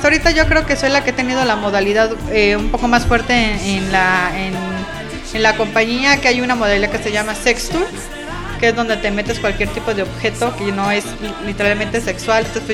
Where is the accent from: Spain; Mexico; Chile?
Mexico; Mexico City; Sí, yo soy de la Ciudad de México.